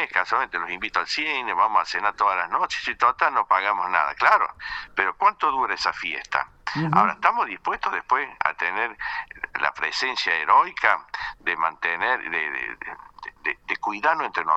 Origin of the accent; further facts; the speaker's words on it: Argentina; yo como argentino, si veo dos estaciones de servicio, uno que tiene empleado y otro sin empleado, voy a que tiene empleado.